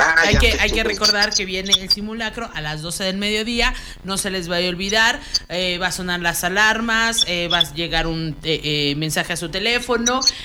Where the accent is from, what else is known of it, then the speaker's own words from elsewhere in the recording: Mexico; como buenos mexicanos dijimos